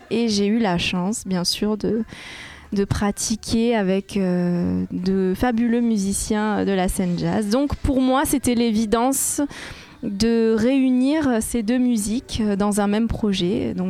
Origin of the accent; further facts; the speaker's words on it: Madagascar; puisque je suis originaire de Madagascar.